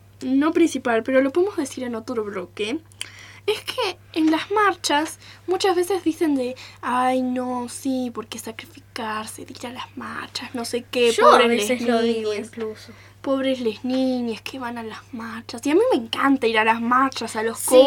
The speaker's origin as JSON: {"language": "Spanish", "region": "Buenos Aires", "country": "Argentina", "said": "de Buenos Aires."}